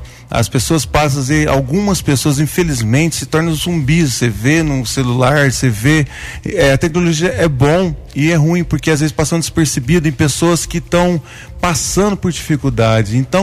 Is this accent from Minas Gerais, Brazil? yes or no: yes; Guaranésia, Minas Gerais, Brazil; born there; eu nasci aqui em Guaranésia mesmo, filho